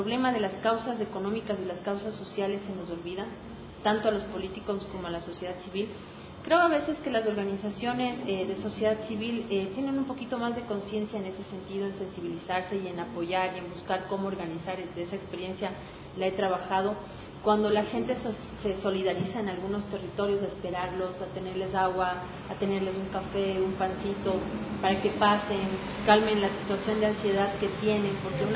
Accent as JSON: {"language": "Spanish", "country": "Ecuador", "said": "todos somos ecuatorianos."}